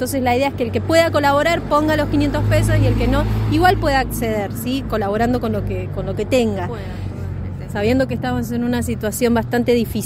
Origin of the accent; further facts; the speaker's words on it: Mayor Buratovich, Buenos Aires, Argentina; moved away as an adult; hace 10 años que vivo acá, no soy de acá, soy de Mayor Buratovich, un pueblito yendo para Bahía Blanca, de la provincia de Buenos Aires, y me vine acá porque mis hijos son rionegrinos.